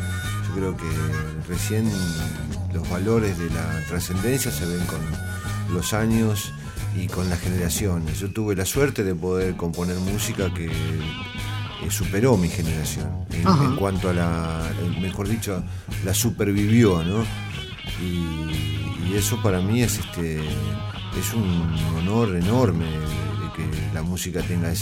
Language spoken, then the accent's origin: Spanish; Quilmes, Buenos Aires Province, Argentina; Nosotros somos de Buenos Aires, somos de Quilmes, de donde el tango, la milonga, el folclore, la música lírica italiana, la música española, la música francesa, estuvo involucrada en nuestra infancia